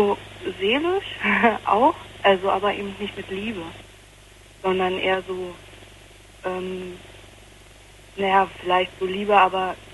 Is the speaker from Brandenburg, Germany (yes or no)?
yes; Potsdam, Brandenburg, Germany; moved away; Also ich komme eigentlich eben aus Potsdam und bin nach Nordrhein-Westfalen. Und da habe ich dann noch halt ein halbes Jahr ungefähr noch weiter da gewohnt.